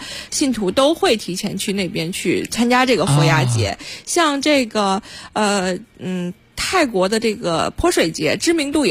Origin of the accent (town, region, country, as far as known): China